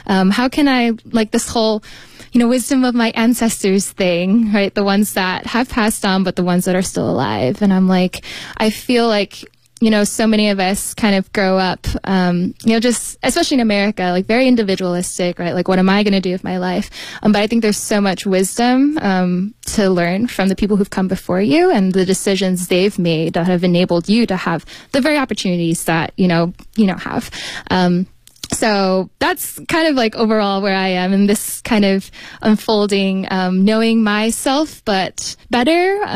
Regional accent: United States; born there; I am American born. My parents are from Malaysia, but ethnically we are part of the, I guess, overseas Chinese diaspora.

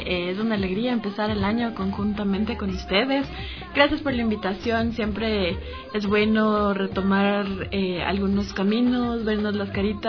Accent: Ecuador; born there; es de India. Yo nací en Ecuador, pero tengo un papá que sigue una filosofía de India y es por eso que tengo este nombre.

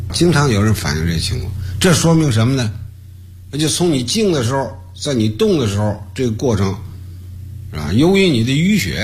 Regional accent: China; 我们中国人呢在这方面呢重视的不太够重视了心脏

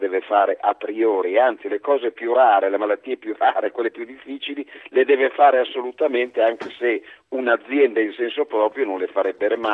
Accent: Brescia, Lombardy, Italy; Io sono un dipendente, sono di Brescia

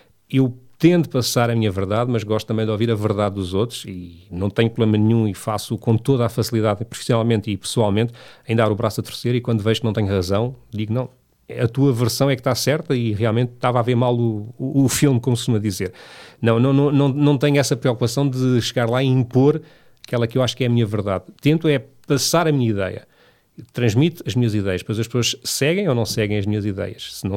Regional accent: Lourinhã, Lisbon, Portugal; Eu por acaso, quando era pequeno na Lourinha, fui acólito na missa.

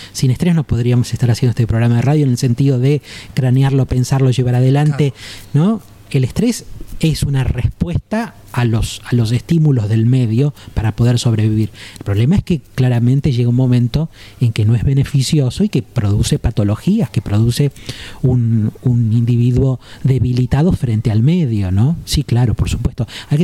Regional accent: Argentina; como los argentinos somos gritones, tampoco hay posibilidad de no escuchar

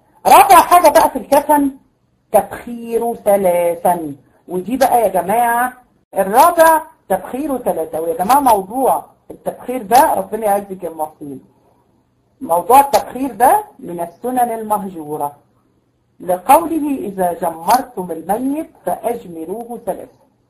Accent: Tunisia; احنا عندنا في تونس

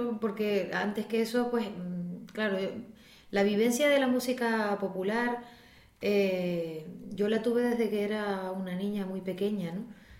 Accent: Icod de los Vinos, Canary Islands, Spain; Yo empecé las clases de música con una profesora particular en ICOD, de las pocas que se atrevió, o creo que la única en aquel momento que se atrevió en mi pueblo

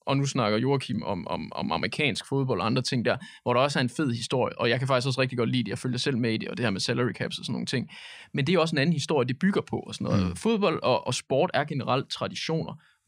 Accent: Silkeborg, Central Denmark Region, Denmark; fordi jeg kommer fra Silkeborg, og det er sådan, altså, sådan er det bare.

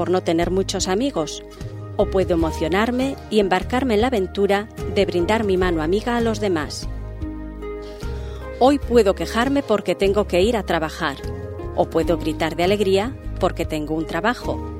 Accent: Ferrol, Galicia, Spain; Yo me acuerdo cuando era niña y en Ferrol

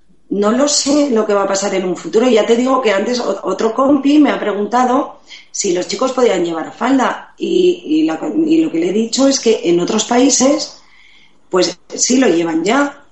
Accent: Asturias, Spain; now in Madrid, Spain; Pues mira, yo soy asturiana.

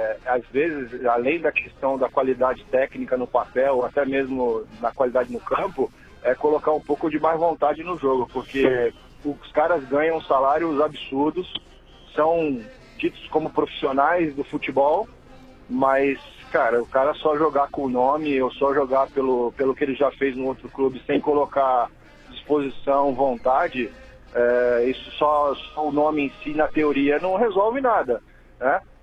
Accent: Rio de Janeiro, Brazil; now in São Paulo, Brazil; eu sou carioca, né? Não tô só pro Flamengo, eu tô em São Paulo há 24 anos já.

